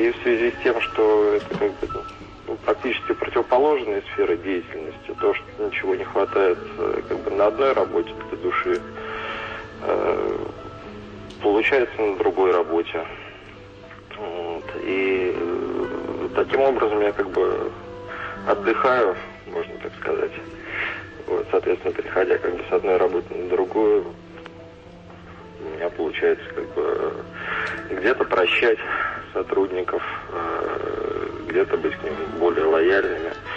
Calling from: Moscow, Russia; Я из Москвы вам звоню.

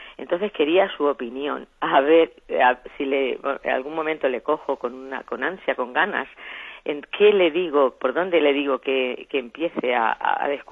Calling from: Albacete, Castilla-La Mancha, Spain; de Albacete, una seguidora diaria suya

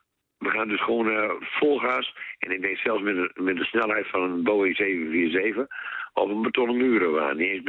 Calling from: Groningen, Netherlands; Ik kom uit Oost-Groningen. Nou, een heel mooi stukje schoon Nederland.

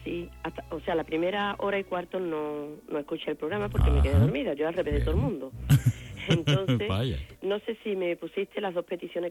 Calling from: Seville, Andalusia, Spain; de Sevilla.

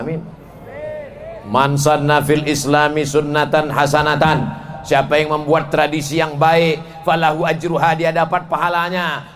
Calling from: Banjarbaru, South Kalimantan, Indonesia; Kami dari Banjarbaru, Ustaz.

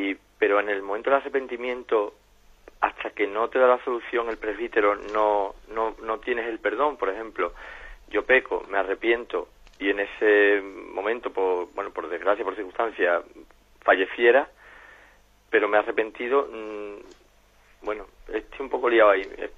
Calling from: Jerez, Andalusia, Spain; de Jerez.

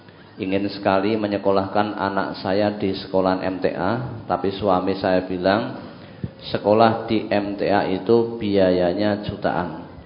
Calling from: Kendal, Central Java, Indonesia; Saya dari Kendal.

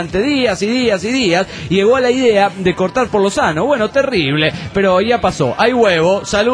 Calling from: Bella Unión, Artigas, Uruguay; de Bella Unión, República Oriental del Uruguay.

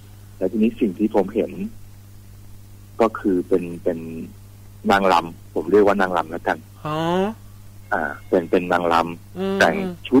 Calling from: Samut Sakhon, Thailand; อยู่จังหวัดสมุทรสาครเนี่ยครับ

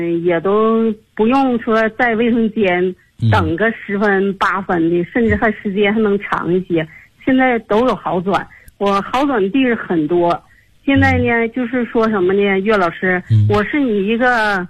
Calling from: Tianjin, China; 我来自天津河西区。

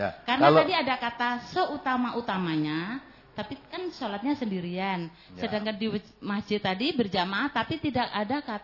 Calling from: Pontianak, West Kalimantan, Indonesia; Perkenalkanlah, saya dari Pontianak tadi, Bu.

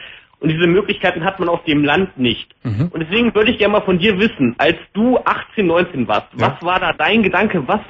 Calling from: Göttingen, Lower Saxony, Germany; Ich komme nämlich aus Niedersachsen, da ist jetzt nicht sonderlich viel. Wir haben hier in Südniedersachsen Göttingen, ist eine relativ normale Universitätsstadt. Wir haben hier 100.000 Einwohner, aber sonst ist hier nicht sonderlich viel.

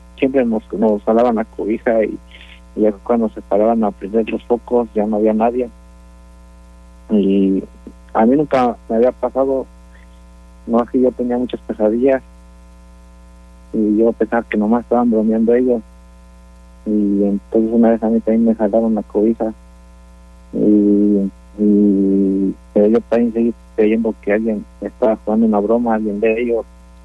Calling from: Austin, Texas, United States; Sí, fue aquí. Aquí fue donde pasó eso.

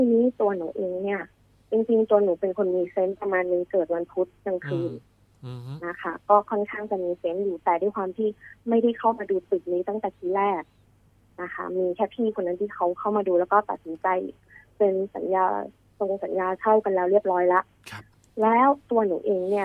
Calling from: Nonthaburi, Thailand; นนทบุรีค่ะ

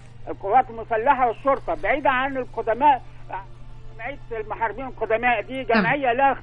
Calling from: Alexandria, Alexandria Governorate, Egypt; من اسكندرية يا فندم.

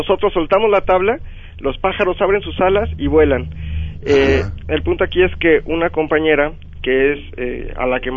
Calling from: Atizapán, State of Mexico, Mexico; yo soy de acá de Atizapán.

